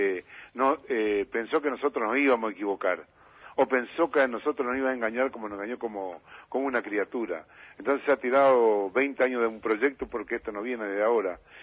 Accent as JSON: {"language": "Spanish", "country": "Argentina", "said": "Y yo creo que la gran responsabilidad como argentino, no solamente como dirigente"}